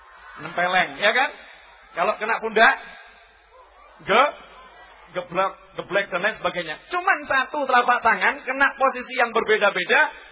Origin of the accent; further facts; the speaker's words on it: Surakarta, Central Java, Indonesia; Udah, kita ini orang Solo ya.